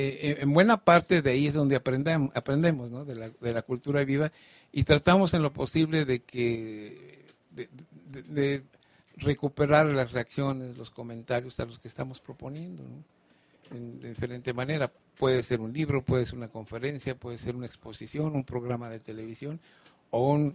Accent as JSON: {"language": "Spanish", "region": "Morelos", "country": "Mexico", "said": "Me siento bien privilegiado de haber venido a Morelos, es mi tierra, mi casa"}